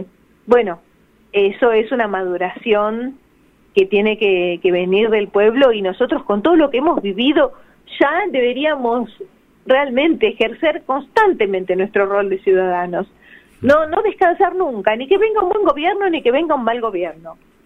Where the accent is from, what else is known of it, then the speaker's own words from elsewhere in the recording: Buenos Aires, Argentina; Yo, por ejemplo, soy de Almagro.